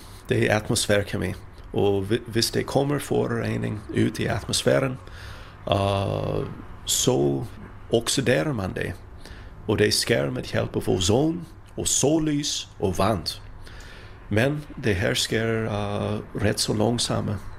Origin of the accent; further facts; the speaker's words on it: Minnesota, United States; Danish is a second language; now in Sweden; Jeg er fra Minnesota og har boet i Sverige i nogle års tid.